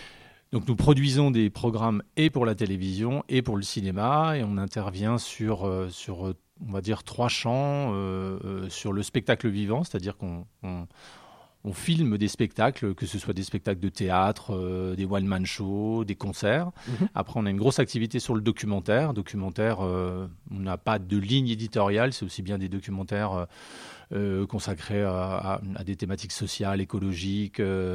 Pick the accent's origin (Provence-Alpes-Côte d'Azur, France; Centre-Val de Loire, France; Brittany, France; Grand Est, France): Grand Est, France; Thionville; born there; Pour moi, je me considère comme vosgien, mais je suis né en Moselle. Les circonstances ont fait que voilà, ma maman a accouché à Thionville et c'est pas un regret pour moi, mais je connais absolument pas Thionville